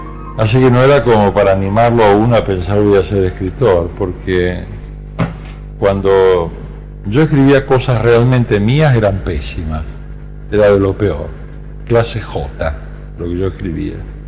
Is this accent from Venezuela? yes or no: no; Camilo Aldao, Córdoba, Argentina; also born or lived in Rosario; Nací en Rosario, pero no me crié ahí. Uno es del lugar donde se crió. Yo me crié ahí en Camilo Aldao, provincia de Córdoba.